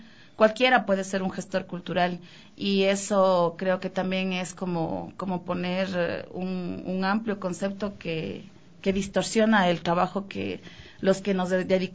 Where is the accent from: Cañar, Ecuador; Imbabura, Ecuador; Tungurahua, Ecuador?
Imbabura, Ecuador; yo soy de Imbabura. Y tengo dentro de mi identidad el proceso afroecuatoriano y el proceso indígena